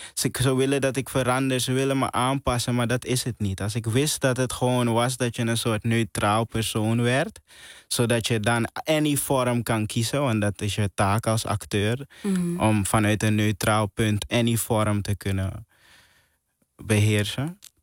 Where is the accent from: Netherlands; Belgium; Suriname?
Suriname; als kind die opgroeit in Suriname, heb je altijd ambities om naar het buitenland te gaan.